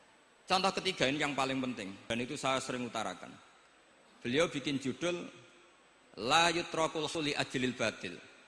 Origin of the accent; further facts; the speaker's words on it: Java north coast, Indonesia; karena kalau guyon-guyonan itu menang saya ini orang Pantura